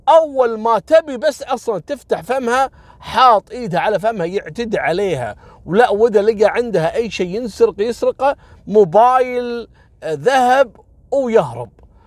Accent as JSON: {"language": "Arabic", "country": "Kuwait", "said": "اللي كان أول عندنا في الكويت في مستشفى الفروانية"}